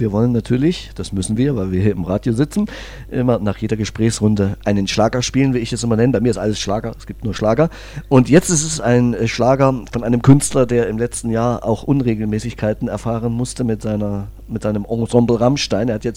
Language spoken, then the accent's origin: German; Erfurt, Thuringia, Germany; Ich bin in Erfurt groß geworden und bin damals schon mit 18 nach Zell-Amelis gezogen, was also schon Land war, noch nicht ganz so Land wie heute.